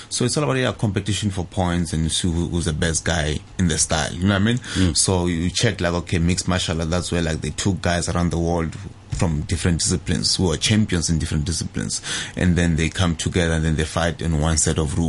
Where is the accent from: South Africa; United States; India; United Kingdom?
South Africa; because I come from South Africa.